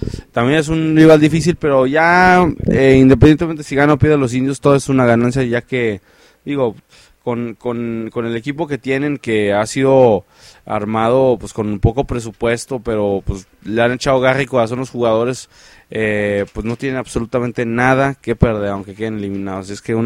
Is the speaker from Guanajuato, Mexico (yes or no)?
no; Ciudad Juárez, Chihuahua, Mexico; Y los indios de Juárez, de aquí nos venimos de Ciudad Juárez.